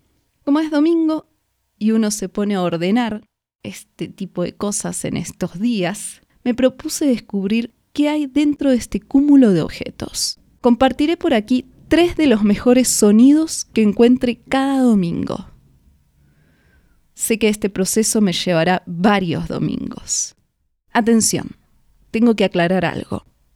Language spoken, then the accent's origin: Spanish; Argentina; now in Mexico; Hace casi 10 años que vivo en México. Cuando salí de Argentina no existían las redes sociales.